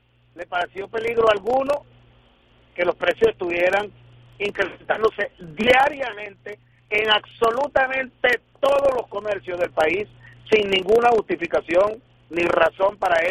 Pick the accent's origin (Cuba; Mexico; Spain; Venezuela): Venezuela; tener que hablarlo en estos términos como venezolanos respecto a nuestro propio país